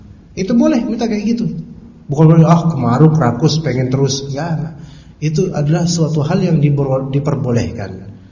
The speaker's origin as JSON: {"language": "Indonesian", "town": "Pasar Minggu", "region": "Jakarta", "country": "Indonesia", "tie": "born there", "said": "saya nggak ngerti bahasa Jawa karena saya kelahiran Pasar Minggu ya, jadi nggak tahu."}